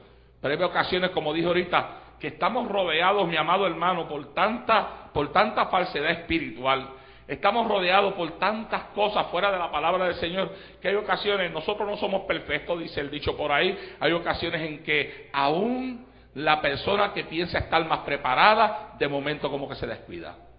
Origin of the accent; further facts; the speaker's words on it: Puerto Rico; fue una celebración en Puerto Rico y entonces llegó a ir hasta mi pueblo y cuando llegó a nuestro pueblo le hicieron un recibimiento tremendo